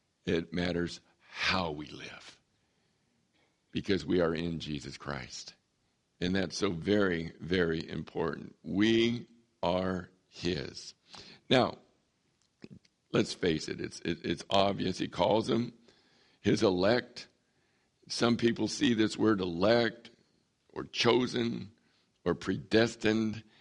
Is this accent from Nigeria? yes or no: no; San Diego, California, United States; moved away as an adult; I grew up in San Diego. I always thought I would stay in San Diego all my life, be near the ocean. I always thought that. And God, 42 years ago, moved me to the desert.